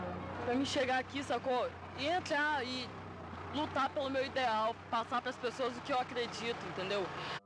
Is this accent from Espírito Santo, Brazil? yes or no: yes; Vitória, Espírito Santo, Brazil; Vim de Vitória, Espírito Santo, vim de carona, entendeu?